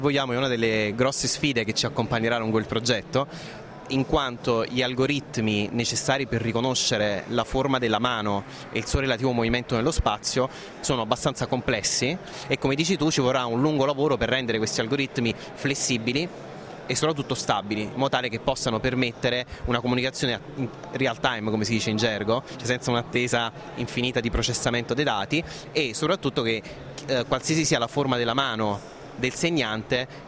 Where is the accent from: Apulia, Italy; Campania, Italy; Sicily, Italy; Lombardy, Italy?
Campania, Italy; Naples; io da buon napoletano diciamo, ho imparato al volo.